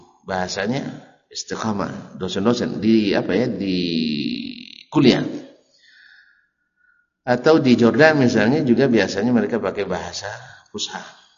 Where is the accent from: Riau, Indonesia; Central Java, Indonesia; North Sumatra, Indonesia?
Riau, Indonesia; Kalau saya orang Ocu misalnya